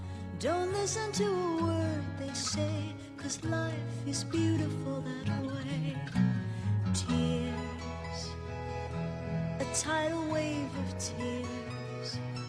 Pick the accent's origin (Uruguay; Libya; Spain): Libya; Io sono libica in realtà.